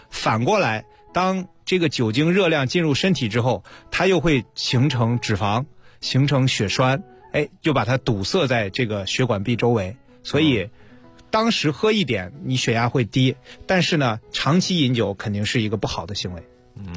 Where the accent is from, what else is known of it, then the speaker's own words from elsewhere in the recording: China; 我是在内陆长大的